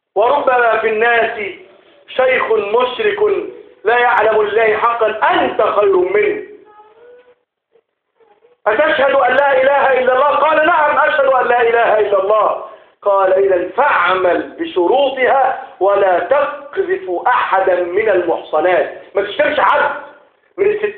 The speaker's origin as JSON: {"language": "Arabic", "country": "Egypt", "said": "اللهم ارض بلدنا مصر"}